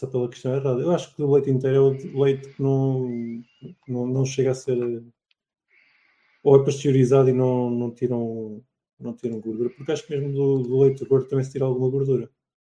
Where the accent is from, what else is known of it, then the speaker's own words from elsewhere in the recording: Portugal; Sou de Portugal, sim.